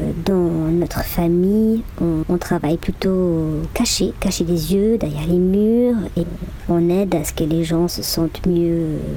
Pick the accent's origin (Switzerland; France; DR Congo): Switzerland; German-speaking Switzerland; French is a second language; on vient de la Suisse alémanique. Je sais, ça s'entend pas parce que j'ai quand même passé moins de temps en Suisse alémanique que maintenant que je passe. Donc ces dernières années en francophonie, on a certes encore un petit accent, mais ça se sent presque plus.